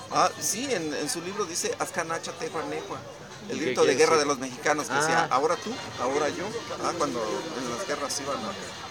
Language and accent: Spanish; Oaxaca, Mexico; Entonces, se nos dice que somos costeños, pero ya somos habitantes de la Sierra Sur. Y es un cinturón de pueblos de origen mexicano.